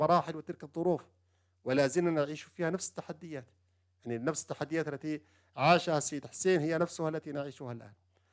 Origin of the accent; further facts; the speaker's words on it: Yemen; ومن ذلك في بلدنا اليمن